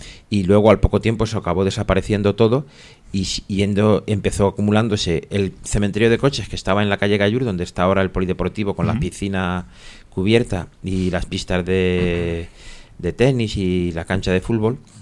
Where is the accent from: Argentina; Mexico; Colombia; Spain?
Spain; Madrid, Community of Madrid; Yo no de pequeño no me crié aquí, me crié en Aluche, que está cerca.